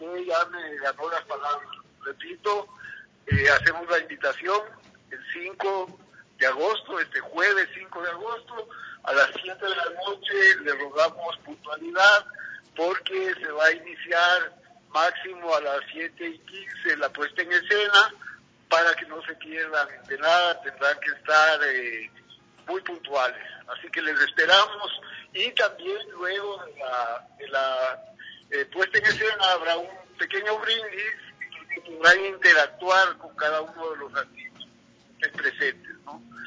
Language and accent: Spanish; Ecuador; nosotros mismos, como ecuatorianos a nuestra Amazonía, tenemos que respetarla.